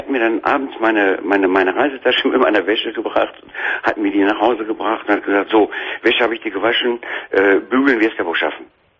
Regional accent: Duisburg, North Rhine-Westphalia, Germany; ich habe hier in Nordrhein-Westfalen, ich komme aus Duisburg, eine Wohnung vermittelt bekommen in einem Wohnkomplex, wo sehr viele Menschen wohnen.

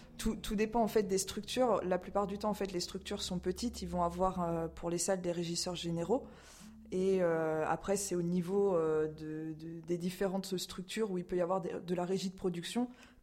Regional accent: Châteauroux, Centre-Val de Loire, France; born there; also born or lived in Orléans; je suis née à Châteauroux et puis j'ai passé 10 ans à Orléans avant de repartir pour Châteauroux et Issoudun ces trois dernières années.

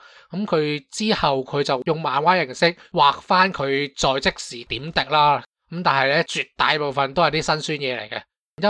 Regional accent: Hong Kong; 因为我哋香港人，佢入边相关嘅咩法律就唔捻关我哋事嘅

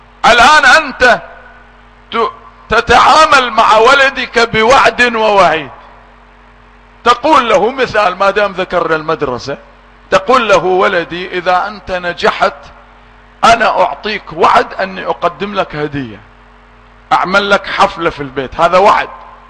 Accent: Iraq; اولادنا يدرسوها عندنا، عندنا في العراق في مدارسنا

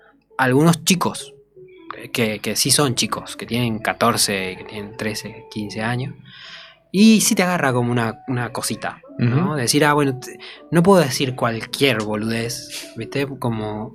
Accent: Jujuy, Argentina; cuando digo que soy jujeño

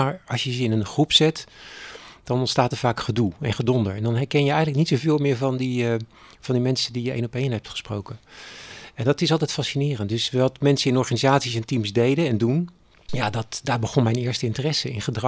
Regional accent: Capelle aan de IJssel, South Holland, Netherlands; also born or lived in Delft; 61 jaar. Ik heb 3 kinderen. Ik kom uit Capelle aan de IJssel. Ik ben in Delft geboren. Ik ben de jongste van een gezin van 4. Dus mijn wortels liggen in Delft.

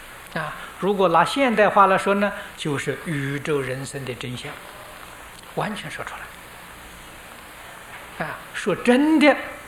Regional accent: China; 这个80岁是我们中国人说的虚岁

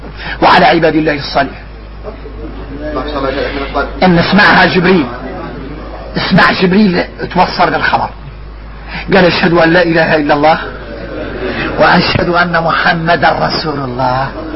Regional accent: Mauritania; احنا موريتاني

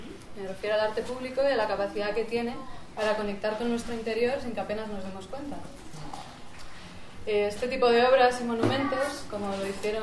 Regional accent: Madrid, Community of Madrid, Spain; en Madrid, es de donde yo soy

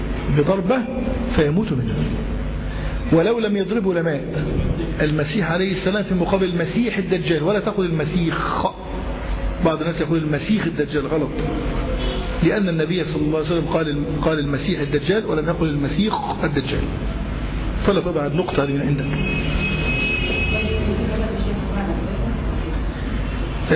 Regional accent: Cairo, Cairo Governorate, Egypt; باب لد حتة زي عندنا في القاهرة

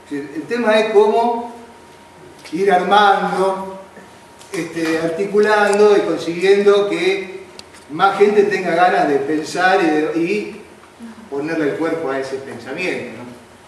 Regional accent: Argentina; generalmente se vive en nuestra sociedad como argentinos

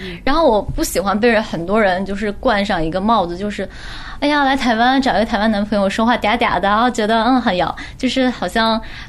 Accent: China; 一方面是包装，一方面是我是大陆人

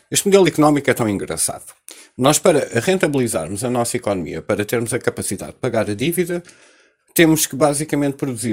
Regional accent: Portugal; E nós, como portugueses, continuamos a mandar fora estas oportunidades

